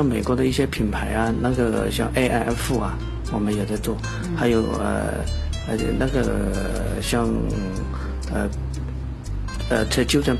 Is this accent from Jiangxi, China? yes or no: yes; Duchang County, Jiangxi, China; 本身我老家也就是九江啊周边的县城叫都昌县